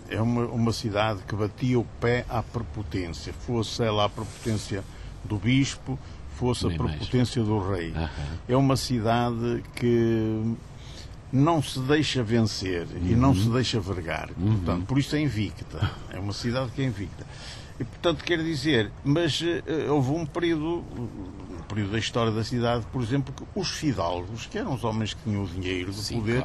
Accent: Porto, Portugal; also born or lived in Penafiel; Eu não nasci no Porto, de facto, mas eu nasci numa aldeia do concelho de Penafiel, mas nasci lá por acaso. A minha mãe já vivia, os meus pais já viviam no Porto

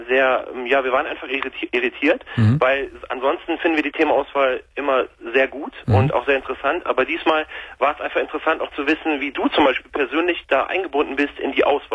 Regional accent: Krefeld, North Rhine-Westphalia, Germany; Wir kommen aus Krefeld vom Niederrhein.

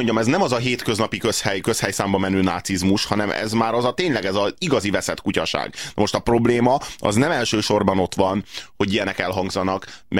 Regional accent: Hungary; Tehát állítólag mi magyarok vagyunk a szélsőségesek.

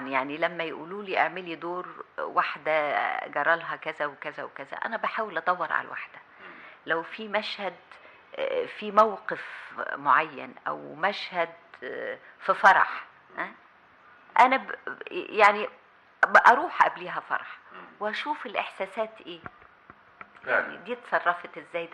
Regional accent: Egypt; المسؤولية كواحدة كمصرية عايشة في البلد

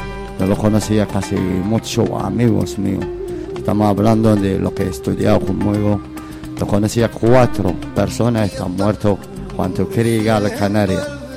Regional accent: Laayoune, Western Sahara; now in Basque Country, Spain; Soy del Sahara Occidental, soy de Laayoune. Llevo aquí mucho tiempo en País Vasco, llevo casi 5 años seguidos, aparte estoy en España. 6 años casi total, ya llevo casi 11 años, 10 años por ahí.

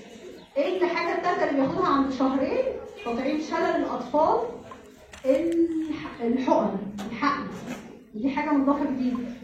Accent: Egypt; جدول التطعيمات الإجباري اللي عندنا في مصر.

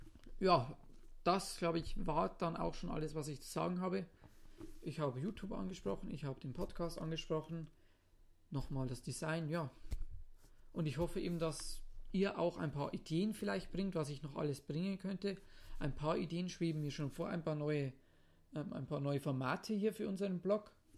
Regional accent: Zwiesel, Bavaria, Germany; accent: Bavarian; Wie man natürlich weiß, spreche ich Bayerisch, denn ich komme ja aus Zwiesel. Und es ist für mich auch manchmal ein bisschen schwer, in Hochdeutsch zu reden.

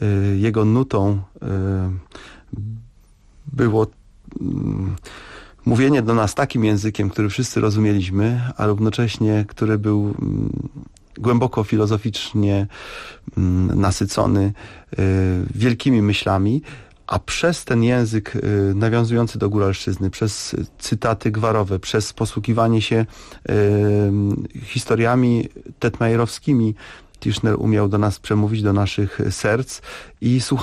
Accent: Lesser Poland, Poland; myśmy w to jako górale za bardzo uwierzyli

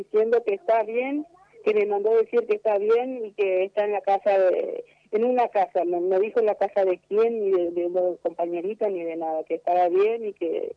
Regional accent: Paraguay; Sí, soy de Paraguay.

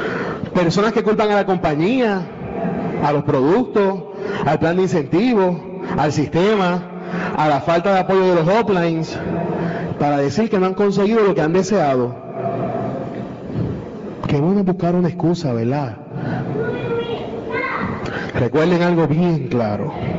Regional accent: Fajardo, Puerto Rico; now in Cidra, Puerto Rico; yo soy de Fajardo, porque ahora vivo en Sidra. Mi amor, yo te amo, pero yo soy de Fajardo.

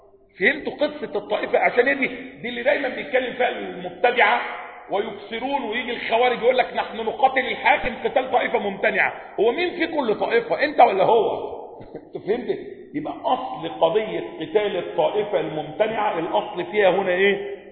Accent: Upper Egypt, Egypt; تجار بقى وصعايدة بقى، انا صعيدي على فكرة

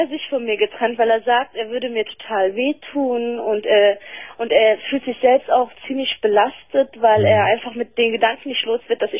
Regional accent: Turkey; ich bin Türkin.

